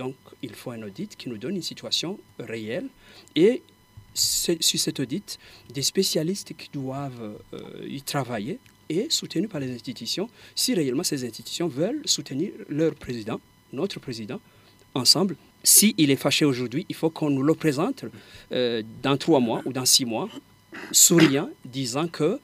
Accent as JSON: {"language": "French", "country": "Burundi", "said": "Et nous, tous, en tant que Burundais, qu'est-ce que nous devons faire pour essayer de soutenir pour que ça aille mieux?"}